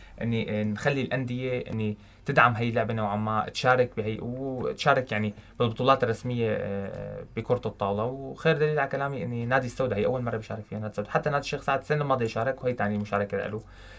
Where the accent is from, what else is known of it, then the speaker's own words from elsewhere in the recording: Syria; نحن عندنا بسوريا المستوى الفني للذكور اعلى من المستوى الفني للبنات